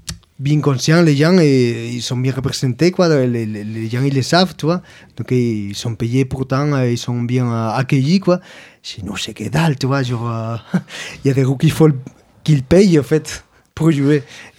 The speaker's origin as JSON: {"language": "French", "region": "Andalusia", "country": "Spain", "said": "Je viens d'Andalousie, tu vois."}